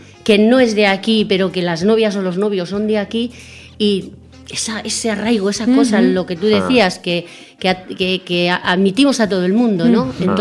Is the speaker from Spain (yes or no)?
yes; Luchana, Basque Country, Spain; Natural de Luchana, nacida en Luchana, en la calle Basaldú antiguamente, hoy en día la calle Viturica.